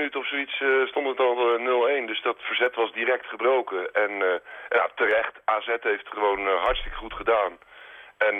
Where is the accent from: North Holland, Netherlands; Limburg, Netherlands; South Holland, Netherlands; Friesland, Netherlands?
South Holland, Netherlands; Rotterdam; born there; Ik ben in Rotterdam geboren namelijk.